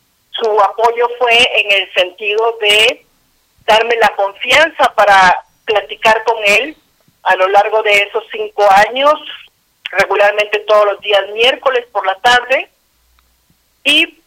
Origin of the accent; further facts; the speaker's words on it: Guatemala; born there; soy guatemalteca de nacimiento, que nací en el contexto de una guerra civil que duró 36 años